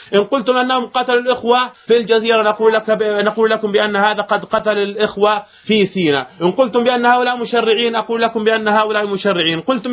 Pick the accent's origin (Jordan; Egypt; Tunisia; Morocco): Jordan; حصل عندنا في الأردن وغير الأردن